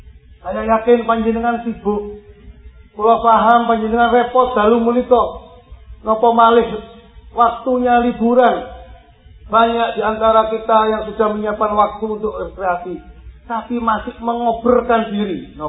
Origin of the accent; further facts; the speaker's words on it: Bangil, East Java, Indonesia; Hawa sejuk ini mencerminkan hati-hati kita orang Bangil